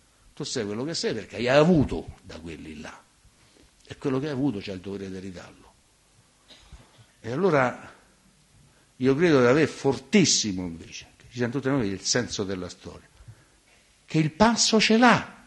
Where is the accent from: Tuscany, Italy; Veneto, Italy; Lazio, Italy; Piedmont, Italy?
Lazio, Italy; Latina; born there; sono nato a Latina, fossi nato a Marzabotto avrei scritto cose diverse, ovviamente, no?